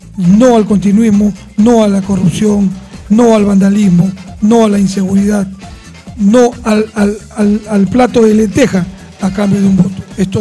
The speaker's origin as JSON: {"language": "Spanish", "region": "Callao", "country": "Peru", "tie": "born or raised there", "said": "Es chalaco. Todos somos chalacos. Yo nací en el Callao, usted lo sabe. Y vivió toda mi vida en el Callao. Vivo en el Callao. Voy a morir en el Callao. Me van a enterrar en el Callao."}